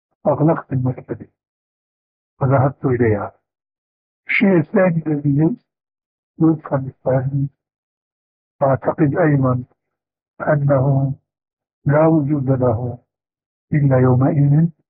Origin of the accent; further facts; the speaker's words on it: Syria; وبلغت شيرة أيضا يقولون عندنا في الشام